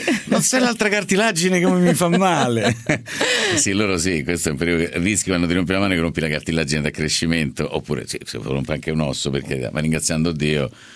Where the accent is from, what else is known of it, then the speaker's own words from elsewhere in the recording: Rome, Lazio, Italy; Io lo chiamo Er perché so di Roma, per cui è Er